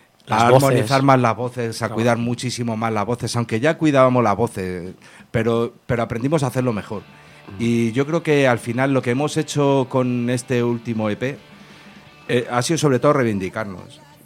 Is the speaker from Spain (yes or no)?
yes; Madrid, Community of Madrid, Spain; en modo chulo, que somos de Madrid